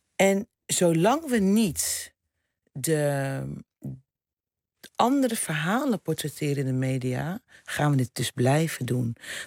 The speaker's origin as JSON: {"language": "Dutch", "town": "Rotterdam", "region": "South Holland", "country": "Netherlands", "lives_now": "Amsterdam, Netherlands", "said": "ik ben een Rotterdammer in Amsterdam. Ik ben een moeder, ik ben een biculturele vrouw."}